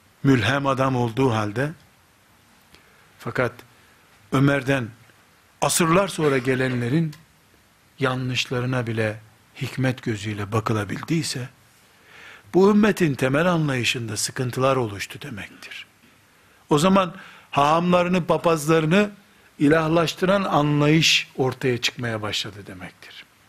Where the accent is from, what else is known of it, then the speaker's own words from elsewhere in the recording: Black Sea Region, Turkey; Karadeniz çocuğu olduğumuzu da unutmayın. Yani böyle dedim diye her yerli değilim, Karadenizliyim.